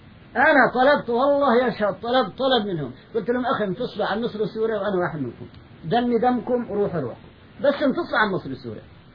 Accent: Palestine; هو ألباني وأنا فلسطيني،

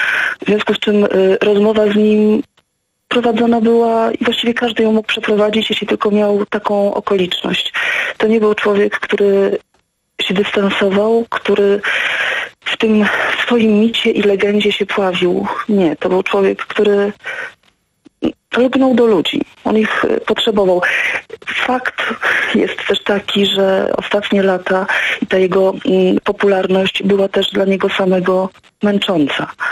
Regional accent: Dębica, Subcarpathian Voivodeship, Poland; Ja jestem z Dębicy, ja jestem stąd.

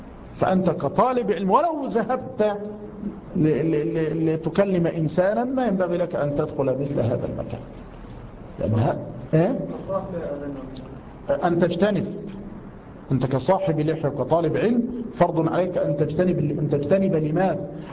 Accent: Egypt; السفهاء عندنا في مصر

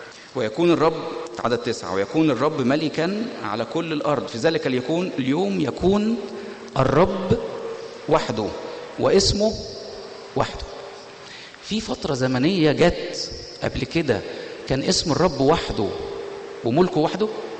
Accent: Egypt; انا بشوف الكلام ده مش من واقعي كمصري، كلام صعب عليا جدا. انا كمصري اتمنى ان الدنيا تبقى مش كده

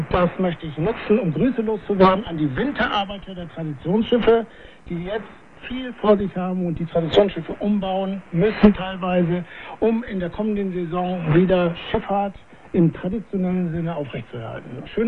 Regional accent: Leer, Lower Saxony, Germany; Heimathafen Leer ist also sowieso meine Heimatstadt. Ich bin hier geboren und habe auch hier mein Kapitänspatent gemacht.

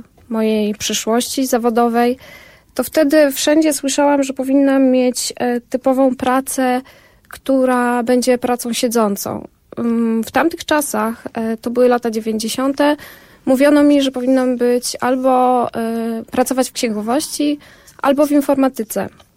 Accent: Zakopane, Lesser Poland, Poland; ja pochodzę z Zakopanego, małej miejscowości

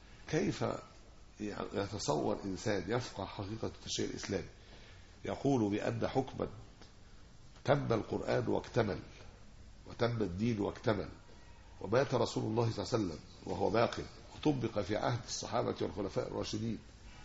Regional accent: Egypt; يعني عندنا في مصر هنا

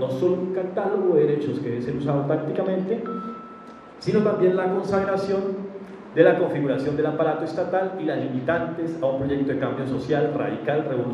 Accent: Colombia; O aquello que nos une como los colombianos sería la Carta Política del 91

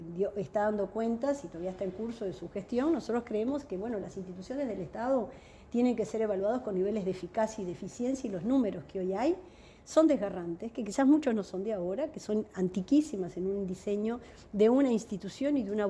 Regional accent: Uruguay; seguimos como uruguayos siendo interpelados

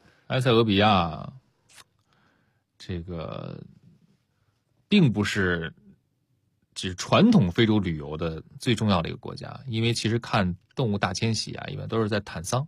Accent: China

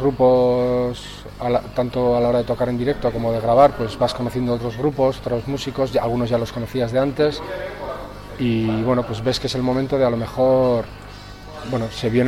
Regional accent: Andoain, Basque Country, Spain; yo soy de Andoain

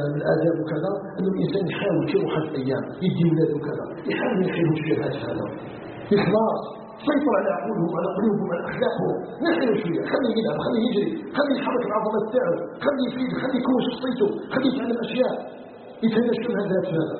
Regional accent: Algeria; أن يجعل بلدنا الجزائر بلدا آمنا آمنا آمنا مطمئنا وسائر بلاد المسلمين.

